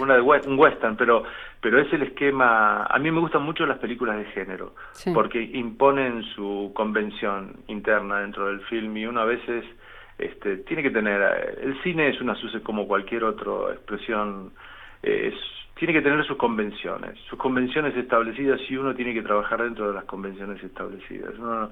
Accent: Argentina; yo me doy cuenta que soy argentino y que he padecido lo que he padecido dentro de la Argentina

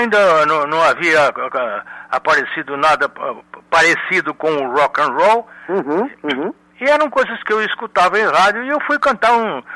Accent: Taubaté, São Paulo, Brazil; era tipicamente um moleque, né, do interior, né? Minha adolescência foi toda em Taubaté, eu fui com 4 anos de idade para Taubaté com meus pais e meu irmão.

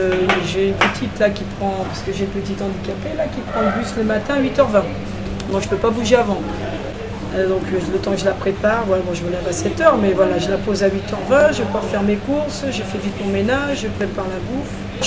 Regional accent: Portugal; Non, c'est vrai que nous on est Portugais, de fait, mais on a toutes les nationalités.

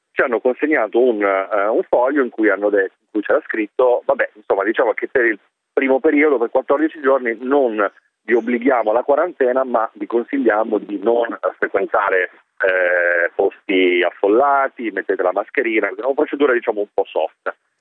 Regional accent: Milan, Lombardy, Italy; now in Russia; io da milanese, quindi in questi mesi in contatto con amici a Milano

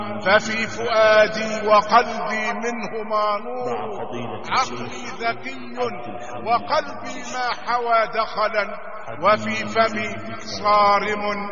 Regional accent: Shubrakhit, Beheira, Egypt; born there; ولدت في مدينة شبرا خيت من محافظة البحيرة. ولدت في أسرة متوسطة الحال من بين 8 إخوة

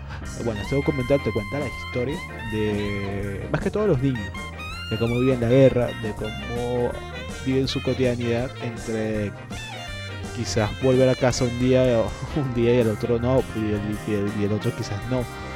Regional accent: Venezuela; tenemos que alzar esas banderas que nos caracteriza como venezolanos de ser solidarios.

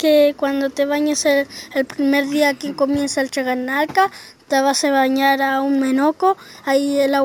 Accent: Panguipulli, Los Ríos, Chile; yo vengo de Yaguipulli, a donde estudio la escuela Kumpulov y en tercero básico estoy.

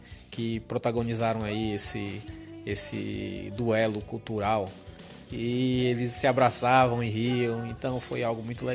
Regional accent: Florianópolis, Santa Catarina, Brazil; Eu não sou daqui, eu sou de Florianópolis, mas encontrei aqui a âncora da minha vida, ancorei por aqui.

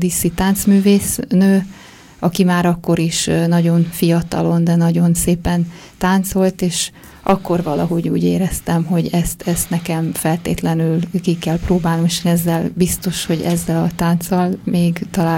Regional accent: Debrecen, Hajdú-Bihar, Hungary; Debreceni vagyok, igen.

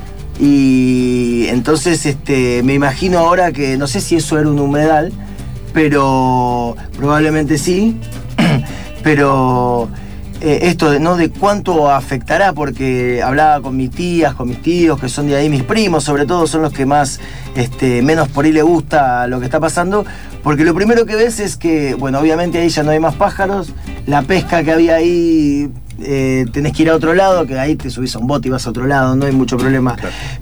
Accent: Concepción del Uruguay, Entre Ríos, Argentina; moved away; es Concepción del Uruguay, que en Entre Ríos, que es a la vera del Uruguay, tenemos una costa que se llama Banco Pelay

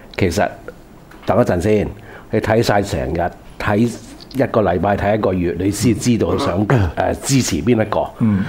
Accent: Hong Kong; 即係我哋香港人完全冇能力咧，係主宰我哋嘅命運。

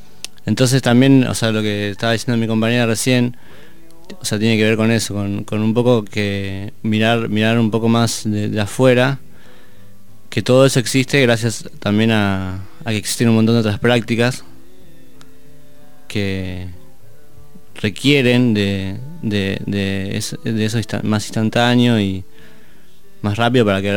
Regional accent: Bariloche, Río Negro, Argentina; como yo soy de Bariloche y es lo mismo que el paisaje y todo eso

